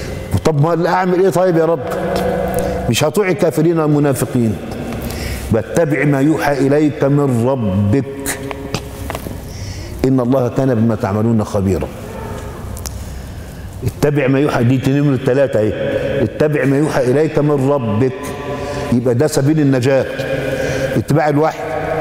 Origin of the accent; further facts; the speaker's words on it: Egypt; زي اللي عندنا في مصر